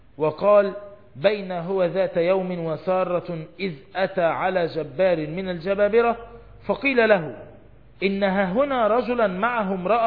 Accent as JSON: {"language": "Arabic", "country": "Egypt", "said": "احنا عندنا في مصر انت ممكن تروح للراجل اللي بيبيع الدجاج فراخ"}